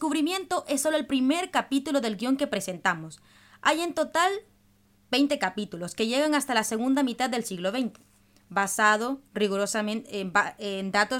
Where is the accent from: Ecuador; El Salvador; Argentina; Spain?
El Salvador; Yo soy de El Salvador, y este país se especializó en perder